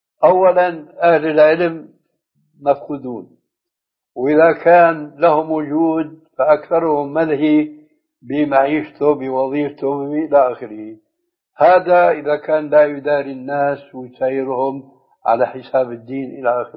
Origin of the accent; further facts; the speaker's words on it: Syria; وهو كما يقولون أيضا عندنا في سوريا أبوها وأمها